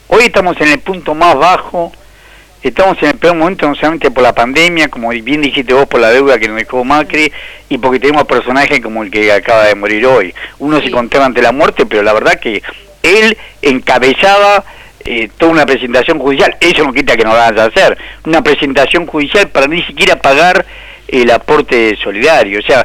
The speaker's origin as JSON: {"language": "Spanish", "region": "Tucumán", "country": "Argentina", "tie": "born there", "said": "Mira, yo soy tucumano de nacimiento."}